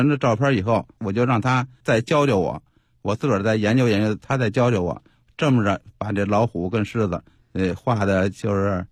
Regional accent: Beijing, China; 朝阳门住呢是在胡同那边，从小就在胡同就放那屁帘，

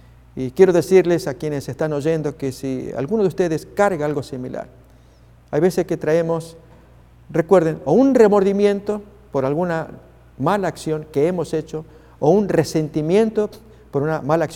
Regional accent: Argentina; Déjenme ilustrar este tema con una experiencia vivida en mi país, Argentina.

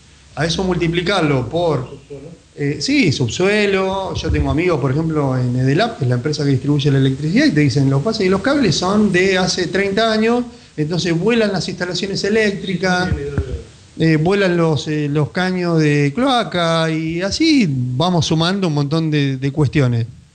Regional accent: Buenos Aires, Argentina; El tema es que nosotros no somos Holanda. Somos Argentina.

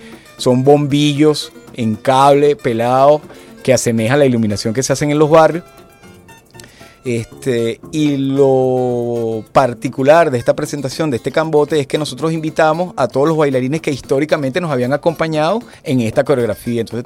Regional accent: Caracas, Capital District, Venezuela; como lo entendemos en la ciudad de Caracas, porque nosotros somos caraqueños y nos interesa lo cotidiano, lo urbano

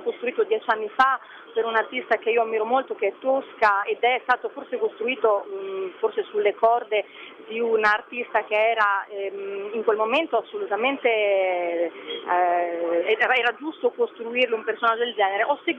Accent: Bologna, Emilia-Romagna, Italy; born there; Io sono bolognese, sono nata a Bologna, sono terra emiliana.

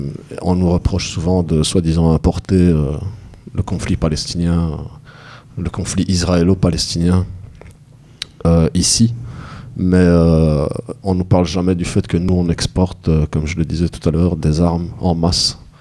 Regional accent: Belgium; Ah oui, mais bon, je suis belge, je suis à Bruxelles, je parle de ce que je connais le plus proche de moi.

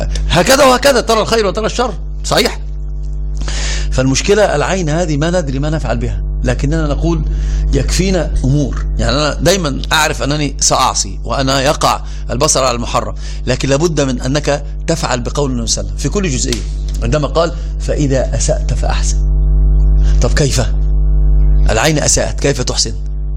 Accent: Egypt; وإحنا عندنا في مصر، أنا سأترجم المثل باللغة العربية، في مصر عندنا يقولون إيش؟

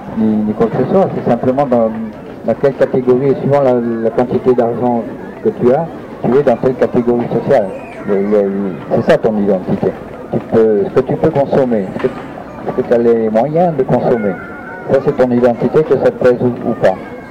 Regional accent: Grand Est, France; moved away; Je suis pas Corse, je suis Lorrain.

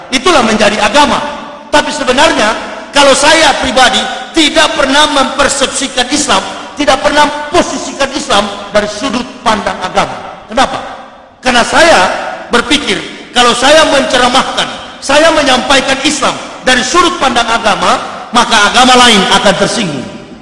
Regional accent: Manado, North Sulawesi, Indonesia; born there; Saya dilahirkan di Manado pada tanggal 30 November tahun 1970. Kurang lebih 36 tahun saya beragama Islam.

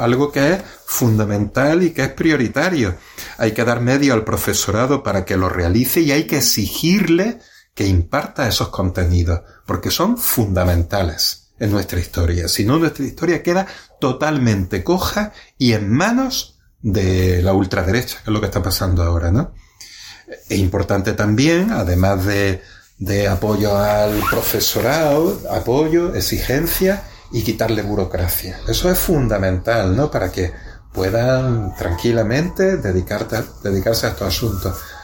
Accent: Torrox, Andalusia, Spain; El último fue el curso pasado en mi pueblo, ¿no?, en Torrox.

